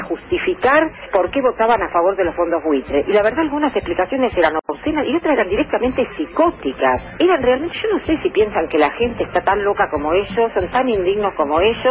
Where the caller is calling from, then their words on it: Buenos Aires, Argentina; de Villa Pueyrredón.